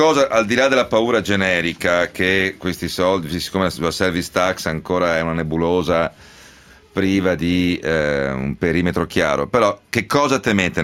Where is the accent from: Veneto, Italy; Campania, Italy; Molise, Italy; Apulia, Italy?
Veneto, Italy; essendo io veneto